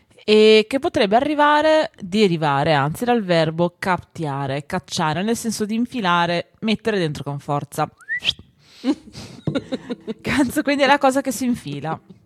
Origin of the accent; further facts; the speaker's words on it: Ferrara, Emilia-Romagna, Italy; E io da buona ferrarese